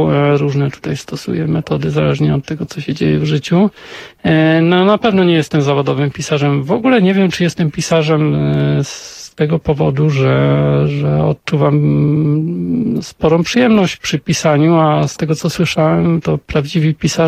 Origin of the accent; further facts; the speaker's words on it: northern Poland, Poland; Wychowywałem się na północy Polski, nie mam żadnych kontaktów rodzinnych z tamtymi rejonami.